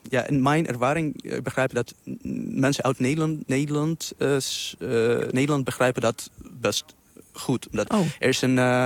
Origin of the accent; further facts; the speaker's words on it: Russia; Dutch is a second language; moved away; En ik kom oorspronkelijk uit Rusland. Ik woon daar al 14 jaar, denk ik. Mm-hmm. Ik woon het in het buitenland.